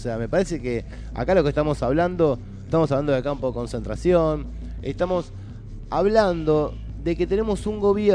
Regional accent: Argentina; todos esa etapa la tenemos superada como argentinos

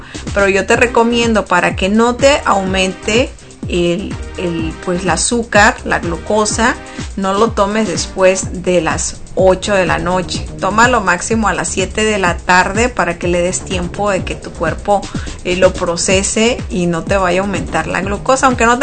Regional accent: Sonora, Mexico; yo soy del norte de México y nosotros no acostumbramos el ponche.

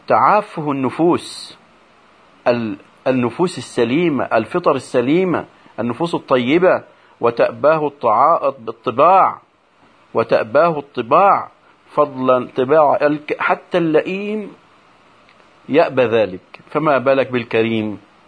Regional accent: Egypt; وما يحدث عندنا في مصر إلا من جراء انتشار هذا الخلق السيء

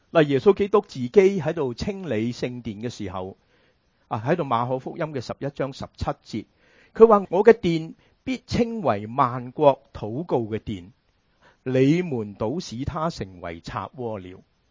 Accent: China; 我们中国人很喜欢吃猪肉

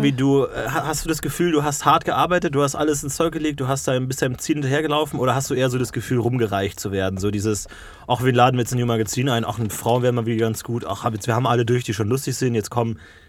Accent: Ebersberg, Bavaria, Germany; Ich komme aus in der Nähe von München, aus Bayern.

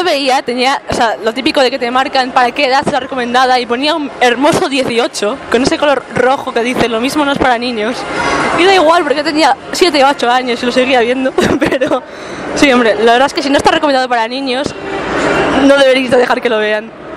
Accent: Burgos, Castile and León, Spain; Es chocante sobre todo pues porque siendo burgalés siempre te han hablado mucho

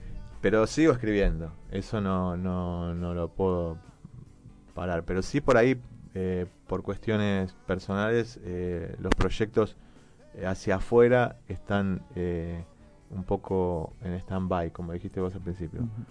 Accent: Moreno, Buenos Aires Province, Argentina; yo soy un escritor de este barrio, soy de Moreno, me considero un músico local y súper orgulloso de serlo.

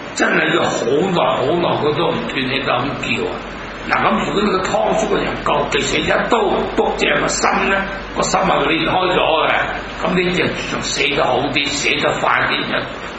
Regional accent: Hong Kong; 咁我都系香港人啦

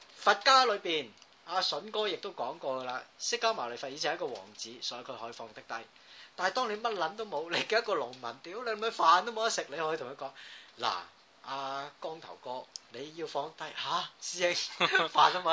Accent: Hong Kong; 即係你成我哋香港人就係因為有好多嘢我哋想攞到

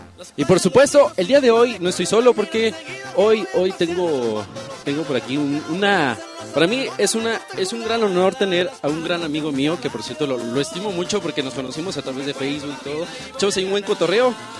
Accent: Mexico; a veces ya nosotros como mexicanos a veces ya pues vemos a una persona de pequeña edad

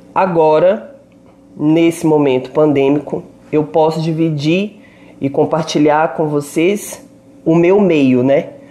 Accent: Belo Horizonte, Minas Gerais, Brazil; moved away as an adult; now in São Paulo, Brazil; Eu sou, né, mineira, Belo Horizontina, moro aqui em São Paulo há 8 anos

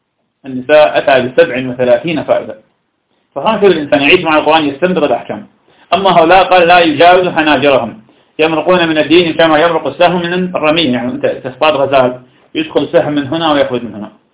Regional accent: Iraq; وهذا كان عندنا في العراق كثيرا جدا

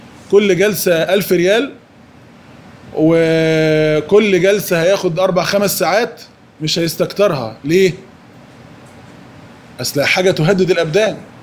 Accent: Egypt; السفهاء الفراعنة اللي عندنا في مصر دول

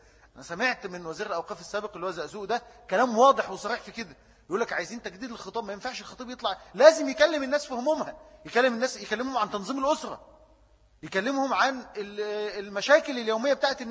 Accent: Egypt; الكلام ده بيتكرر عندنا في مصر

